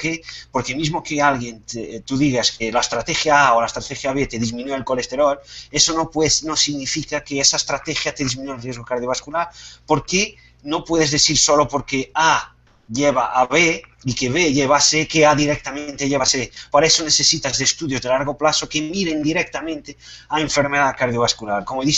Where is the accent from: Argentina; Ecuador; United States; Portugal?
Portugal; Spanish is a second language; perdonen mi malo castellano, pero soy portugués.